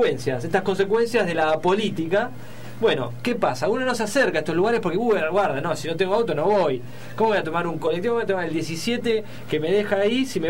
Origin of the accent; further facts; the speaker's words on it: Buenos Aires, Argentina; Yo que soy de Villa Lugano